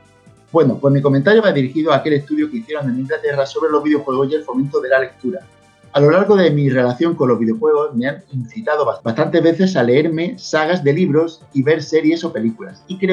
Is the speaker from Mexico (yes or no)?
yes; Mexico; Soy de México. Los juegos, para nosotros, pasaron de costar el doble que la generación pasada debido al dólar.